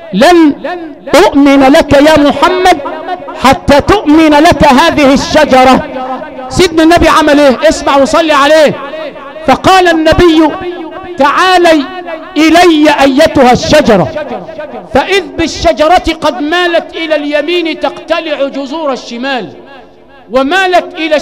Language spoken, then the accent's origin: Arabic; Zagazig, Sharqia Governorate, Egypt; وانا من الزقازيق الشرقية؟